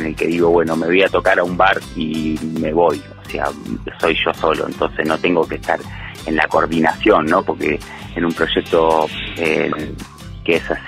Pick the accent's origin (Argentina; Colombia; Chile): Argentina; Buenos Aires; now in Huerta Grande, Argentina; Valle de Punilla, de Huerta Grande, mejor dicho, bueno, que vengo de Buenos Aires en 2016